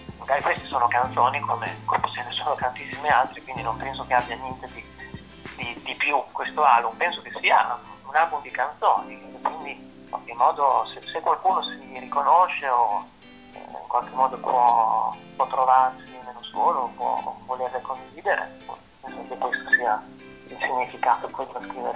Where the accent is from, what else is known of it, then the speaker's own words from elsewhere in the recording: Baricella, Emilia-Romagna, Italy; perché io vengo da Baricello